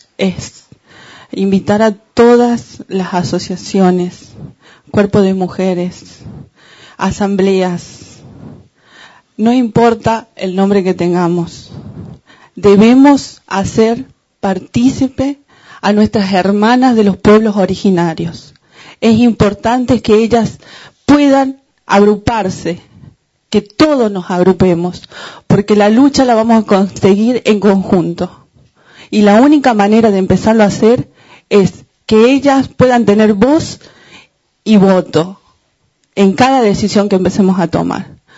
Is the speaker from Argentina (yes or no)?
yes; La Rioja, Argentina; vengo de La Rioja.